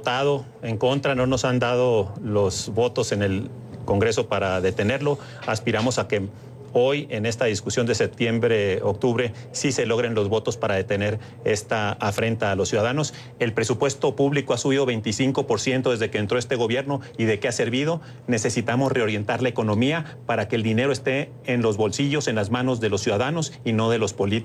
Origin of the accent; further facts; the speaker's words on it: Sonora, Mexico; Subió 7% la doméstica y soy de Sonora, fíjate nomás.